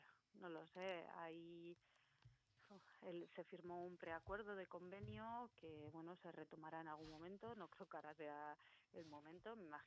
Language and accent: Spanish; Basque Country, Spain; first language Basque; Spanish is a second language; Sí, alguno lo tengo así muy oxidado, pues euskera, mi lengua materna